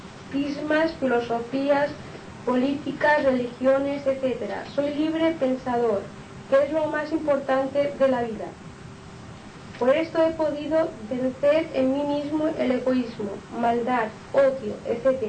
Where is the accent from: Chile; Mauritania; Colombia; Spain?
Spain; Inca, Balearic Islands; born there; now in Palma, Spain; les diré que soy mallorquín, nacido en Inca, pero hace muchos años que resido en Palma.